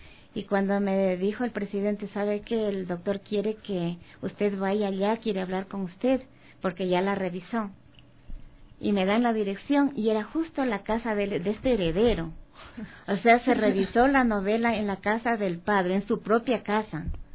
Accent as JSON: {"language": "Spanish", "region": "Loja", "country": "Ecuador", "said": "yo quería hacer algo que esté a la altura de esos escritores, algo digno de Loja, de mi tierra."}